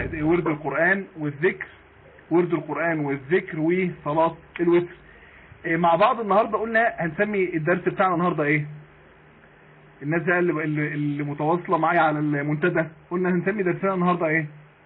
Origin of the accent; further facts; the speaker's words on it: Mansoura, Dakahlia, Egypt; لو عندنا في المنصورة،